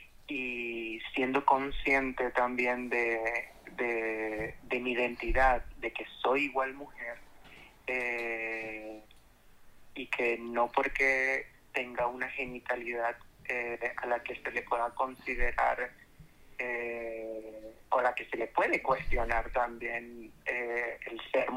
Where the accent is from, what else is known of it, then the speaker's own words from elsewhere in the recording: Venezuela; porque en el contexto en el que vengo, soy venezolana